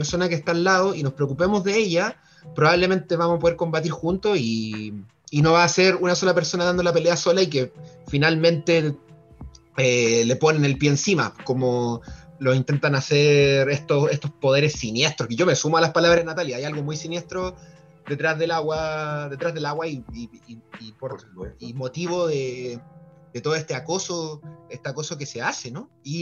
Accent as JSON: {"language": "Spanish", "country": "Chile", "said": "todas las series de situaciones irrisorias que como chilenos vivimos día a día con nuestras autoridades"}